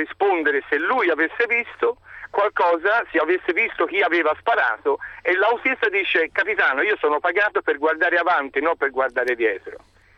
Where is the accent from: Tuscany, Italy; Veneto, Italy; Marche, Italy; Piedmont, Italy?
Tuscany, Italy; Florence; io non sono siciliano, premetto sono fiorentino, quindi ho le mie radici, però ho vissuto per un periodo di tempo, ho amici giù